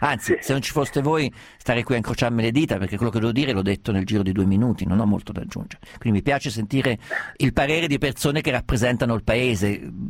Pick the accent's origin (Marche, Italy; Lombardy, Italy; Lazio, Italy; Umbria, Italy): Umbria, Italy; Perugia; born there; Sono nato a Perugia, non metto più piede a Perugia non so da quanto tempo, e forse mai più ce lo metterò